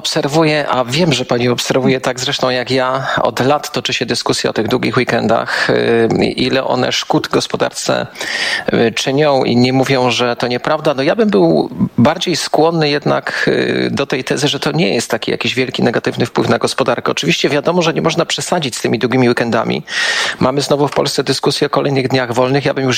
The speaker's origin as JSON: {"language": "Polish", "town": "Kraków", "region": "Lesser Poland", "country": "Poland", "said": "Ja jestem krakowianinem, mieszkam od wielu, wielu lat, tak połowę tygodnia w Krakowie, połowę w Warszawie, ale akurat w tej chwili jestem w Krakowie."}